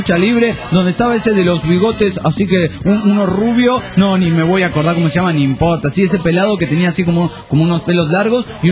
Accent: San Juan, Argentina; Soy de San Juan y espero, estoy más al pedo que ustedes.

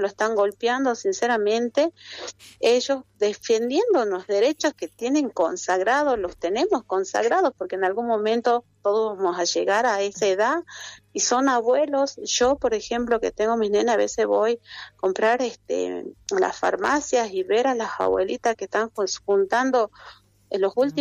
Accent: Argentina; Cuando les conviene, somos argentinos, y cuando les conviene, no somos argentinos.

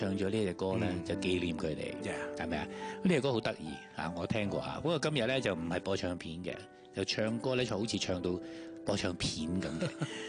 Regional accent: China; 即係以前我哋細個嗰啲，我哋中國人家庭係屋都有隻貓喺度嘅。

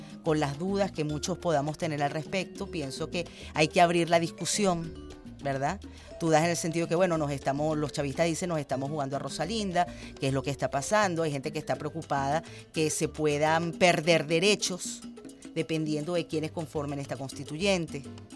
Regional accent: Venezuela; somos hermanos, somos venezolanos

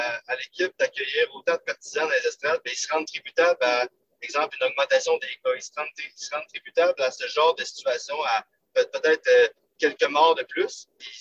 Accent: Quebec City, Quebec, Canada; Non, je viens pas de la Gaspésie, je viens de Québec

